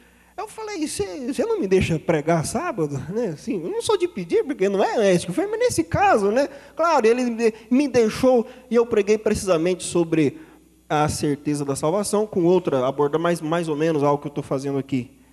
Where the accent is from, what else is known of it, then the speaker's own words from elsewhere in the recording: Botucatu, São Paulo, Brazil; Eu cheguei numa igreja uma vez lá na minha cidade, no Botucatu